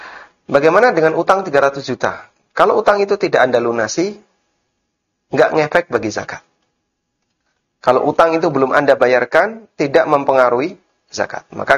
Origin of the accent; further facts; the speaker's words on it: Lamongan, East Java, Indonesia; born there; Ada di daerah Lamongan, Jawa Timur.